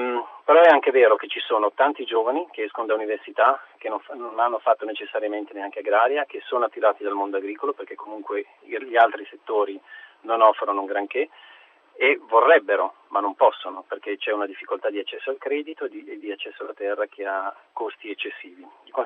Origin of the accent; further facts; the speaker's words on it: Liguria, Italy; Io vengo dalla Liguria